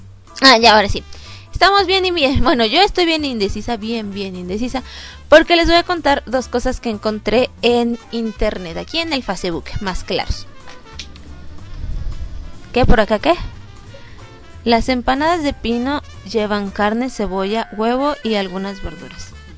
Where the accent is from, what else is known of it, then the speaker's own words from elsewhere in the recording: Mexico; para que sepan qué es lo que hacemos en México, cómo somos los mexicanos y así.